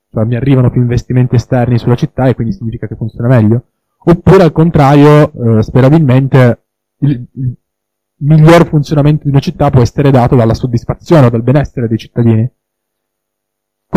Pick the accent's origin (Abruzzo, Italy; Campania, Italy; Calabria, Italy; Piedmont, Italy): Piedmont, Italy; Turin; now in Milan, Italy; Io, per esempio, sono originario di Torino, adesso vivo a Milano